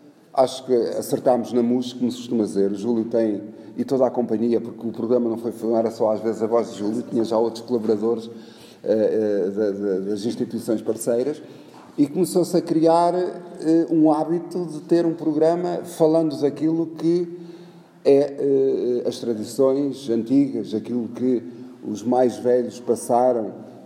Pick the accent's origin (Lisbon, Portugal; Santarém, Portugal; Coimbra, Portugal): Coimbra, Portugal; Oliveira do Hospital; gosto muito do meu concelho, gosto muito da minha Oliveira, gosto muito da minha zona histórica onde nasci